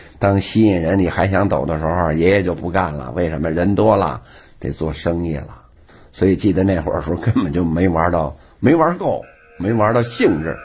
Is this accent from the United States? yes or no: no; Beijing, China; born there; 我本人是老天桥出生的人，我爷爷呀、啊、是老天桥非常有名的堂里，哎，老天桥三角市场这点，这个天桥茶堂里就是